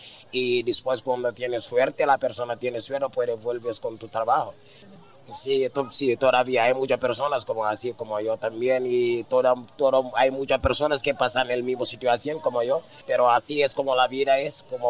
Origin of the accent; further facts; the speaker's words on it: Gambia; Spanish is a second language; now in Spain; En África, donde en mi país, en Gambia, hay muchos jóvenes que necesitan ayuda en la vida